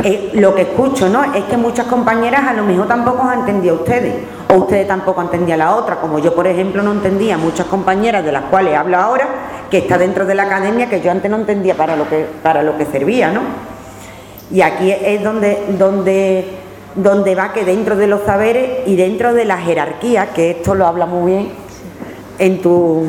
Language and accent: Spanish; Andalusia, Spain; Soy andaluza, flamenca, del pueblo, bailo y soy aficionada a flamenco. He sido una niña cani, shoni, barrio bajera.